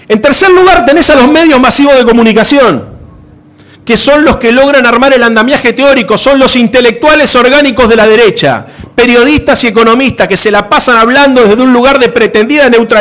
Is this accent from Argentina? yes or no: yes; Buenos Aires, Argentina; Yo vengo de la ciudad de Buenos Aires